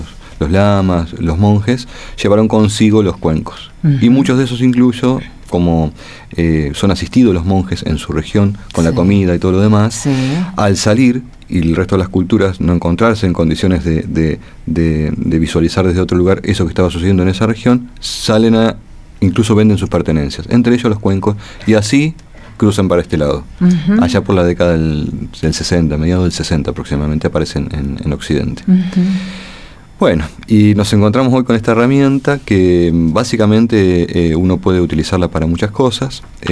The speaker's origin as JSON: {"language": "Spanish", "town": "La Plata", "region": "Buenos Aires Province", "country": "Argentina", "said": "Soy platense."}